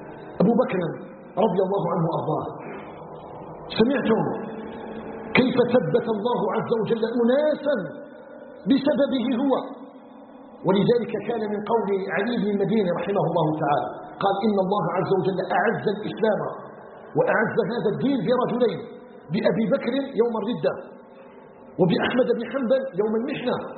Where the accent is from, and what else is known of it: Algeria